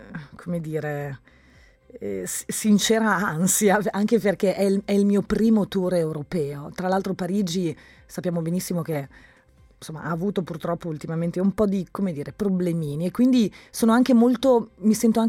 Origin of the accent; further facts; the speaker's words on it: Bologna, Emilia-Romagna, Italy; ricordo che sono eritrea, ma sono nata e vivo a Bologna